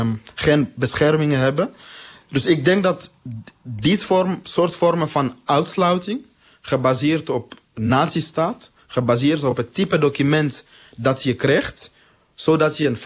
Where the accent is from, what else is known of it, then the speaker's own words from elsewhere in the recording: DR Congo; Dutch is a second language; Mensen uit Congo, waar ik vandaan kom, maar ook de SADC-regio en andere landen, gaan daar omdat het relatief economisch goed gaat.